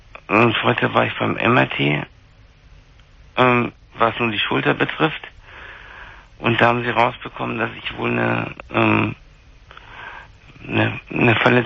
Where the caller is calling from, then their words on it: Munich, Bavaria, Germany; da war bei uns in München hier tierisch Glatteis